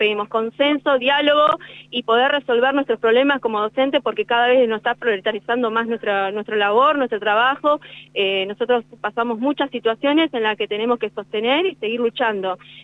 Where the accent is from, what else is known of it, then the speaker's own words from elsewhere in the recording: Lonquimay, La Pampa, Argentina; de la localidad de Lonquimay